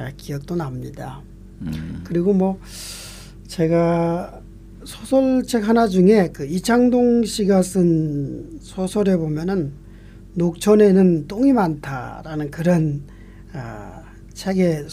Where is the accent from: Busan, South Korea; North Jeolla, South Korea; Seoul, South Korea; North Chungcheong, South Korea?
Seoul, South Korea; 제가 어렸을 적 살던 그 서울 변두리에서 살았거든요.